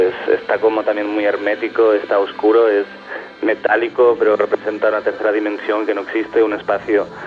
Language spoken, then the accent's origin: Spanish; Barcelona, Catalonia, Spain; born there; Nací en Barcelona en el 1980